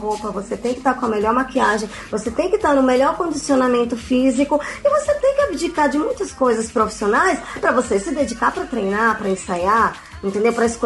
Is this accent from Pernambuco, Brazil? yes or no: yes; Recife, Pernambuco, Brazil; E aí a gente participou também em Recife, eu sou de Recife, e por Pernambuco e alguns estados do Nordeste